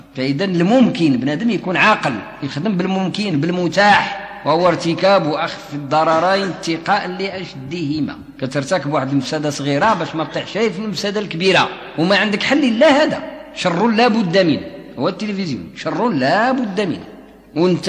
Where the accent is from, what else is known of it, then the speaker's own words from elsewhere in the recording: Morocco; دارجتنا في المغرب افصح من المصريه، غير حنا عندنا مشكله ان المغاربه ما عندهمش مخارج الحروف مزيانه